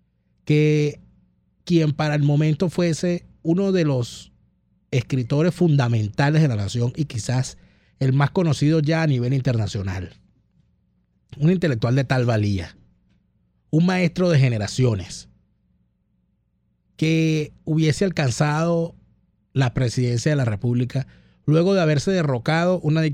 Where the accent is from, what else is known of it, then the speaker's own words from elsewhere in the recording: Venezuela; de verdad que me siento avergonzado como venezolano